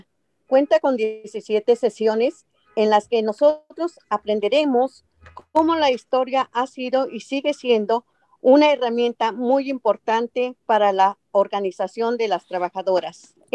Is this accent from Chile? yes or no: no; Mexico; now in California, United States; Soy de México. Hace 32 años que llegué a este país. Tengo trabajando 22 años como trabajadora doméstica aquí en el condado de Orange, California.